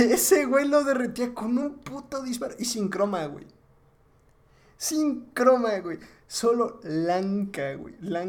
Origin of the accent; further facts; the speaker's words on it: Puebla, Mexico; pues mira, yo soy de Puebla, güey.